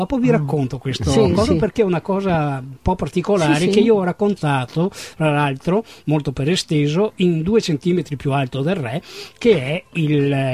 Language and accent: Italian; Vittorio Veneto, Veneto, Italy; vengo da Vittorio Veneto, una città che purtroppo ha perso nell'arco di 60 anni tante, se non tutte le sue occasioni, ed è rimasta purtroppo emarginata sia da un punto di vista viario sia da un punto di vista della cultura, dove negli anni 80 era il faro della provincia.